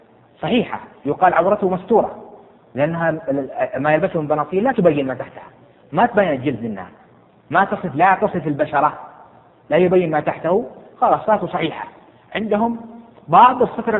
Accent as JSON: {"language": "Arabic", "town": "Jeddah", "region": "Makkah Province", "country": "Saudi Arabia", "said": "وانت تعرف عندنا في جدة مثلا تمر علينا اوقات يعني حتى البسس تشتكي مو الاوادم، يعني حر شديد قيض شديد جدا"}